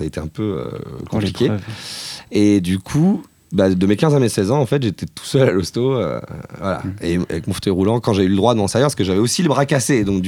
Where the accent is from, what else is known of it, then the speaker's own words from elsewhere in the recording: Lassay-les-Châteaux, Pays de la Loire, France; also born or lived in Angers; alors je suis né à Angers. Toute ma famille est originaire à peu près de ce coin-là. Et ensuite, mes parents ont déménagé en Mayenne pour le boulot. Et donc, j'ai grandi à Lassay-les-Châteaux, dans le nord Mayenne. C'est pas un très gros bled, ça fait 2500 habitants.